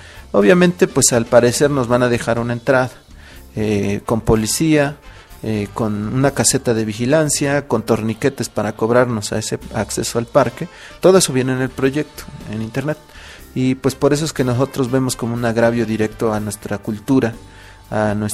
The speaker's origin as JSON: {"language": "Spanish", "town": "Cholula", "region": "Puebla", "country": "Mexico", "said": "yo soy de Cholula, en el estado de Puebla."}